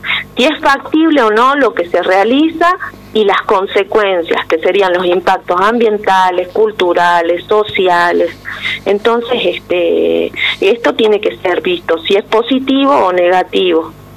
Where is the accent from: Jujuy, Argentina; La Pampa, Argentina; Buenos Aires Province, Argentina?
Jujuy, Argentina; quiero recalcar que somos todos jujeños autoconvocados, primero y principal